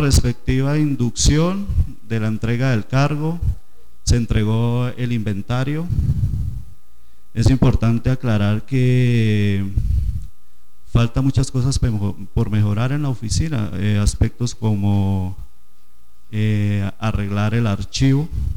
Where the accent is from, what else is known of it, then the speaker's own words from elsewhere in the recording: Páramo, Santander, Colombia; Soy santandereano, vengo de San Gil, un pueblito cercano a 20 minutos de San Gil llamado Páramo.